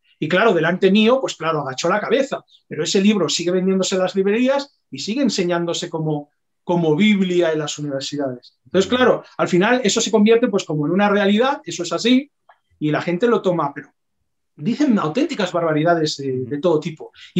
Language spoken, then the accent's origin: Spanish; Tarragona, Catalonia, Spain; que no, que soy de Tarragona.